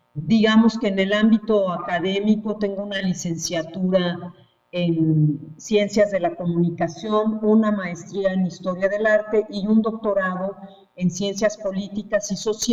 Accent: Mexico; en mi país. Así que desde entonces, pues he venido trabajando en la radio pública mexicana

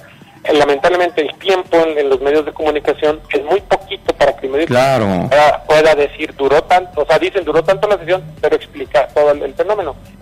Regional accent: Nuevo León, Mexico; yo soy de Nuevo León

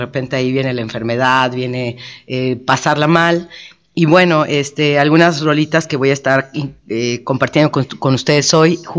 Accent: Mexico; como los mexicanos tendemos a ver la muerte

